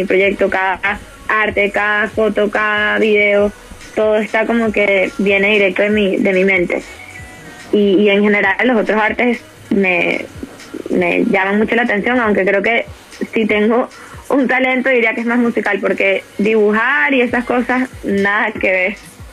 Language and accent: Spanish; Venezuela; now in Miami, United States; yo soy muy playera, porque obviamente soy venezolana y tengo como esa sangre del Caribe.